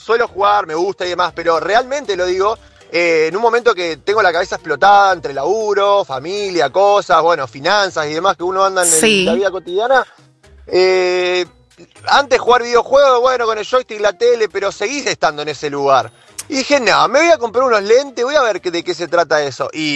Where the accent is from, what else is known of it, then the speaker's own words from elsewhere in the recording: Buenos Aires, Argentina; De Belgrano, soy de Belgrano.